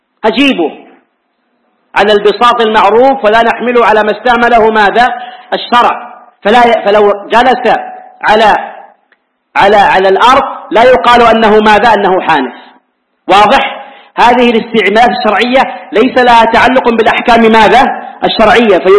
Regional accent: Hijaz, Saudi Arabia; عندنا في الحجاز العيش هو الخبز

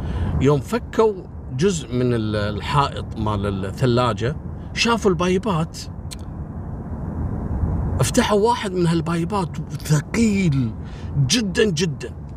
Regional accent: Kuwait

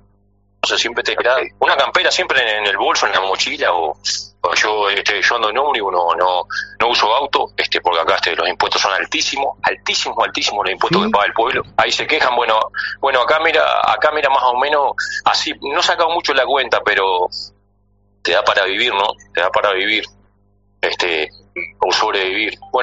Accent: Rocha, Uruguay; Soy de Rocha, sí, de Rocha.

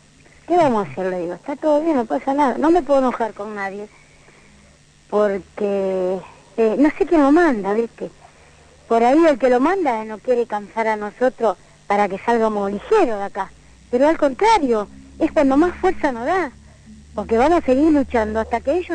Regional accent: Argentina

